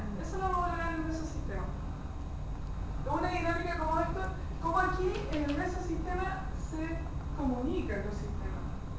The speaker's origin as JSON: {"language": "Spanish", "country": "Chile", "said": "Pues la cultura es chilena. Nosotros así como chilenos tenemos, así como culturalmente, tenemos una cultura súper arraigada"}